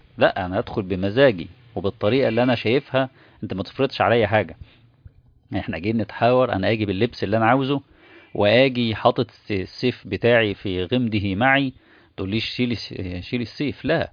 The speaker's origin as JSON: {"language": "Arabic", "country": "Egypt", "said": "من وجهة نظرنا احنا كمصريين"}